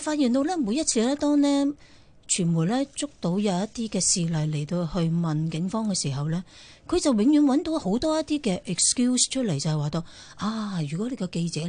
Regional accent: Hong Kong; 我哋香港人

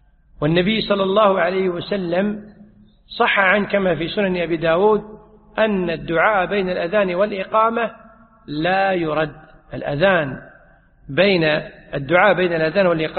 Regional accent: Kuwait; يعني عندنا في الكويت أحيانا تجد أن الرجل الزوج ينادي زوجته يقول يا يبا

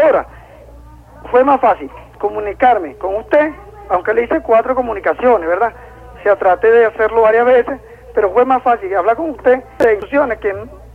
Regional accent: Zulia, Venezuela; born there; Bueno, yo nací en el estado Zulia, señor presidente.

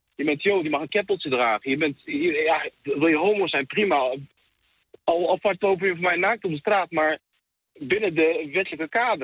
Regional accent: Netherlands; Soms schaam ik me voor om te zeggen, ik kom uit Nederland.

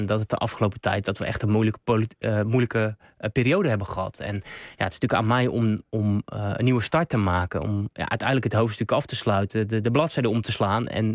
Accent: Rotterdam, South Holland, Netherlands; ik heb vroeger in mijn jeugd in Rotterdam-Zuid wel heel veel gevoetbald met alle jongens in de jeugd.

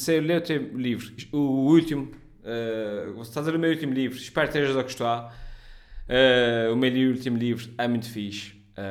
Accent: Ponta Delgada, Azores, Portugal; sou de Ponta Delgada.

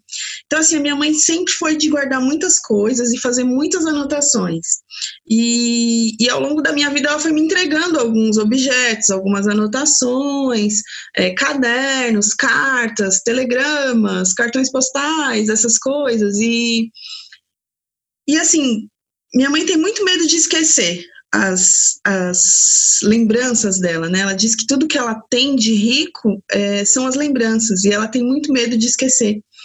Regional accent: São Paulo, Brazil; eu sou uma paulistana, eu sou daqui do município de São Paulo, e nasci ali na Zona Sul, ali no bairro do Ipiranga, e na infância morava numa rua

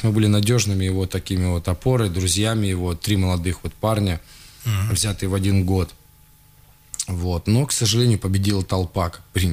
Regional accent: Siberia, Russia; я из Сибири.

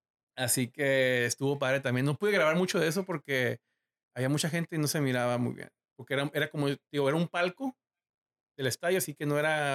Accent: Mexico; I'm a big fan from Mexico. Como que soy de México.

